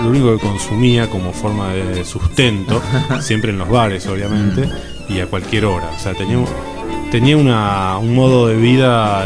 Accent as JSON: {"language": "Spanish", "region": "Buenos Aires", "country": "Argentina", "tie": "born there", "said": "yo nací en Villa Crespo, caramba."}